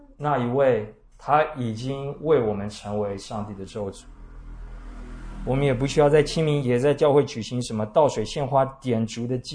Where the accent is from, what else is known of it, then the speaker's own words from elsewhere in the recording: Taiwan; 而对我们台湾人来说